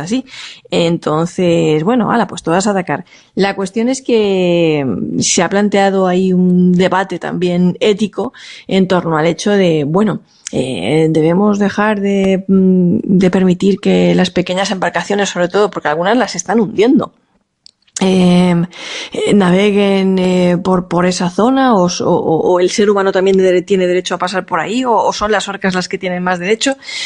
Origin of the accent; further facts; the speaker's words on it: Monforte, Spain; en mi pueblo, en Monforte, decir, hacemos romería, que cada uno tira para su tierra